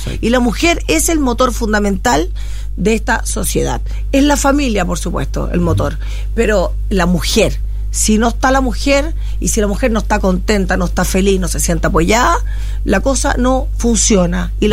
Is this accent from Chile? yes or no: yes; Viña del Mar, Valparaíso, Chile; yo soy nacida y criada en la Quinta Región. Nací en Viña del Mar, pero también viví no solamente en Viña, también viví en Valparaíso.